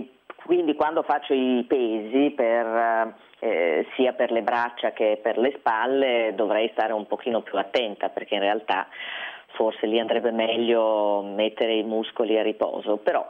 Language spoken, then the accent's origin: Italian; Dolomites, Italy; io vengo dalle Dolomiti, ho sempre sciato